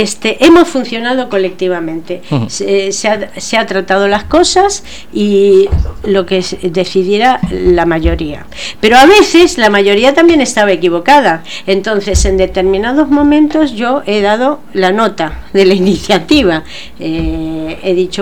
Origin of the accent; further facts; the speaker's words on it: Argentina; now in Spain; porque yo, como os habéis dado cuenta, soy argentina, ¿no? Entonces, en Argentina los sindicatos eran, y en mi época, eran mucho peores.